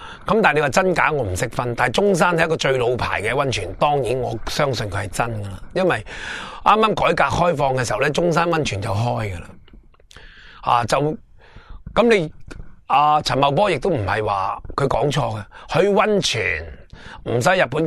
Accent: Hong Kong; 我哋香港人后生嗰辈

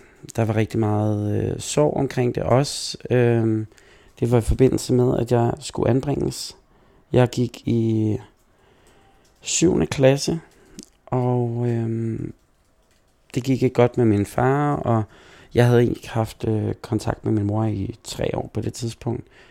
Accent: Herlev, Capital Region of Denmark, Denmark; jeg er en rigtig Herlev-dreng, så jeg er både født på Herlev Hospital og har blevet der lige siden. Har ikke rykket mange kilometer fra min, hjemhus

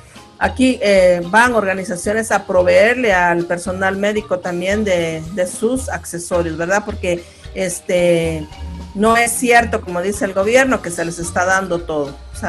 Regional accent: Uspantán, Quiché, Guatemala; Yo soy originaria de uno de ellos. Mi pueblo origen es Uspantán, se llama, queda occidente del país, camino a México, y muy de frontera con México.

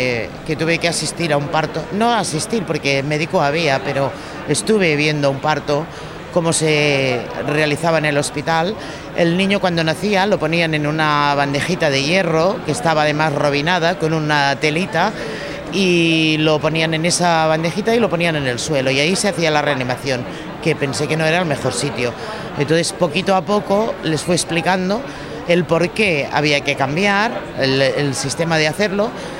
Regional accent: Catalonia, Spain; Yo soy catalana, los catalanes siempre pensamos en vender.

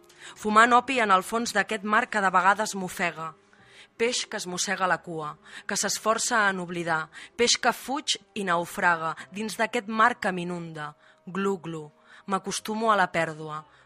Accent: Palamós, Catalonia, Spain; now in Sant Vicenç dels Horts, Spain; yo vivo en San Vicenç dels Horts, pero no hemos dicho que soy de Palamós.

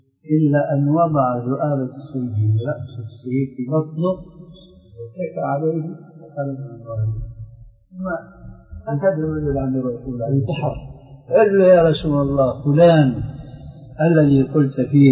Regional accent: Syria; ما بعرف هذا معروف عندكم عندنا في سوريا

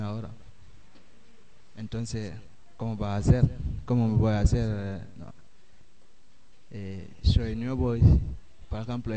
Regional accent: Guinea; Soy de Guinea.

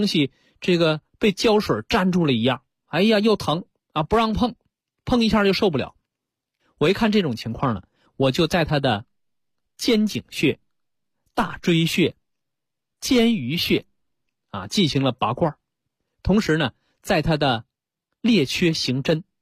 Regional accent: China; 作为我们中国人来讲啊

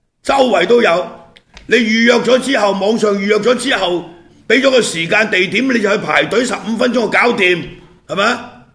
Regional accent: Hong Kong; 對我們香港人，即是加以毒害的人

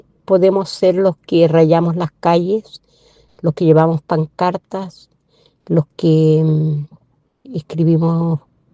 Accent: Curaco de Vélez, Los Lagos, Chile; soy de Curaco de Vélez, del archipiélago de Quinchao, correspondiente a la provincia de Chiloé.

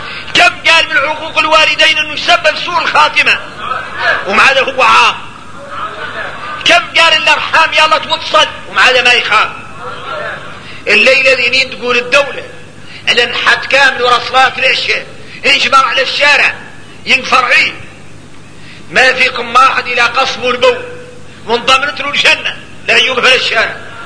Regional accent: Mauritania; احنا موريتاني ملاني من الاولياء

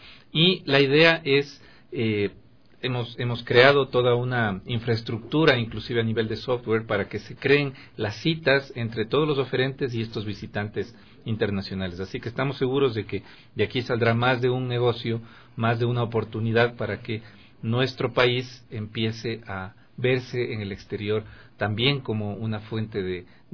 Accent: Ecuador; Soy ecuatoriano, sí.

